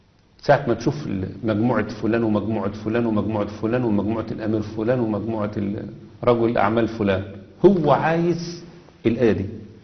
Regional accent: Egypt; زي عندنا في مصر كده، احنا عندنا في مصر عامة الناس عندها حياء

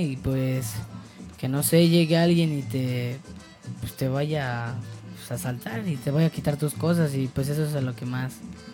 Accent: San Antonio Culhuacán, Mexico City, Mexico; De aquí, de San Antonio Culhuacán.

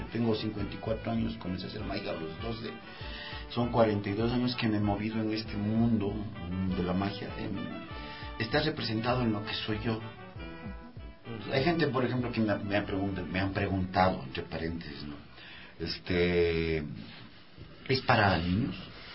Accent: Ecuador; Yo soy un longo ecuatoriano.

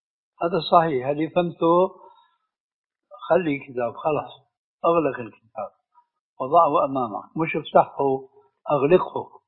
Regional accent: Syria; وعندنا في الشام بيقولوا لها ايه مغرفة الكلام

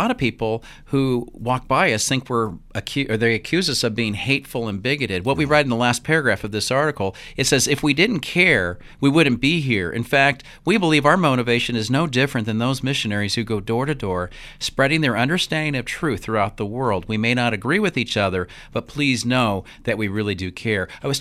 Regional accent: Utah, United States; I think we, as a Christian body in the Boise area, Idaho, and I'm from Utah

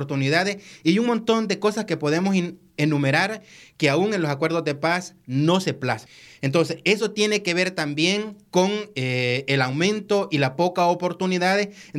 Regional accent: Morazán, El Salvador; muy preocupante para nosotros como salvadoreños

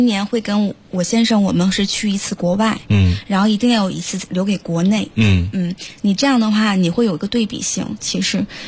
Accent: China; 我是中国人

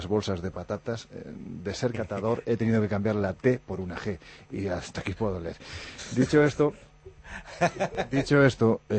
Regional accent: Andalusia, Spain; Yo que soy andaluz con muy poca gracia

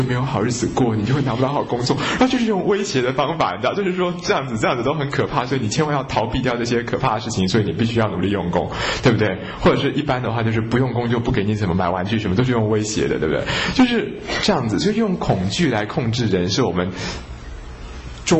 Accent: Taiwan; 那可是我们中国人受的教育，或者说现在台湾人受的教育已经是这样

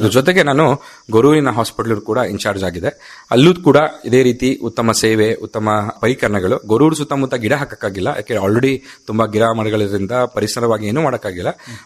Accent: Hassan, Karnataka, India; But ನಾನು ಮೂಲತಃ ಹಾಸನದವನು, ಹಾಸನದಲ್ಲೇ ನಾನು ಮಾಡಬೇಕು ಅಂತ ಹೇಳಿ ಹಾಸನಕ್ಕೆ ಬಂದೆ. ಹಾಸನಕ್ಕೆ ಬಂದು ಈ ತರ ಸರ್ಕಾರಿ ನೌಕರರಾಗಿ ಕೆಲಸ ಮಾಡ್ತಾ ಇದ್ದೀನಿ.

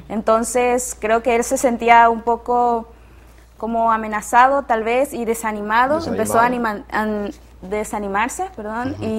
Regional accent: Chiapas, Mexico; estudio terapia física y rehabilitación y soy de Chiapas.

